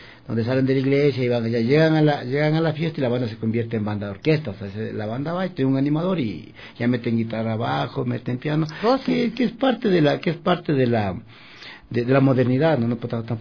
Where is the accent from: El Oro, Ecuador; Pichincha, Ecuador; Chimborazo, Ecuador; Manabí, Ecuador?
Pichincha, Ecuador; Conocoto; Y yo como de niño viví en Condocoto.